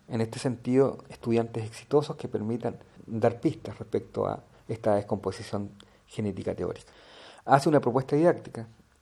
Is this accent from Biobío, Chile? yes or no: yes; Lota, Biobío, Chile; algunas imágenes de mi ciudad natal, Lota, octava región Chile